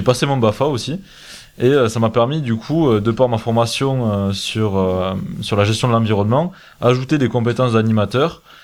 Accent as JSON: {"language": "French", "region": "Nouvelle-Aquitaine", "country": "France", "said": "Alors, ça doit pas s'entendre. Au micro, je sais pas. En fait, je suis originaire du Lot-et-Garonne."}